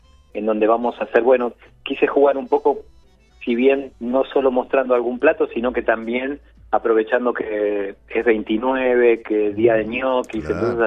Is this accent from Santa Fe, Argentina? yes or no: no; Buenos Aires, Argentina; moved away; No, soy argentino, de Buenos Aires, pero bueno, hace más de 25 años que estoy rodando, digamos, de lugar en lugar.